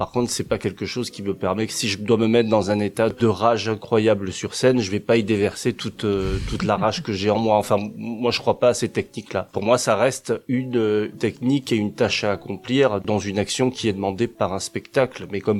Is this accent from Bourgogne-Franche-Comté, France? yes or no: no; Marseille, Provence-Alpes-Côte d'Azur, France; Moi, je suis marseillais d'origine, donc j'allais beaucoup au théâtre de la Criée à Marseille quand j'étais petit.